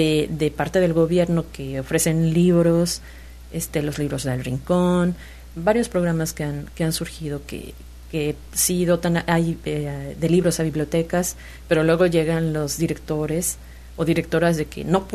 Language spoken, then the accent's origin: Spanish; Mexico; como sociedad, como mexicanos, no nos preocupamos por el otro.